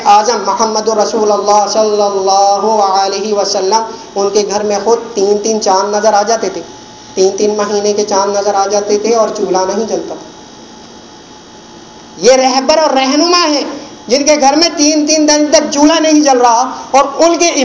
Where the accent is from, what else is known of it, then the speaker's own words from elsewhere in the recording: Karachi, Sindh, Pakistan; اگر آج دیکھیں میرا تعلق کراچی سے ہے اور کراچی میں یہ بیماری پائی جاتی ہے